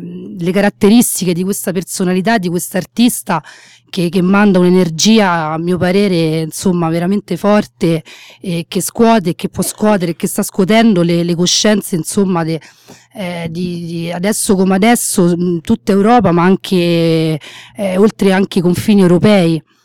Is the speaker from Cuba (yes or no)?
no; France; accent: French; Italian is a second language; Faccio, insomma, direttamente la traduzione in italiano, dato che il mio accento francese non mi sembra uno dei migliori.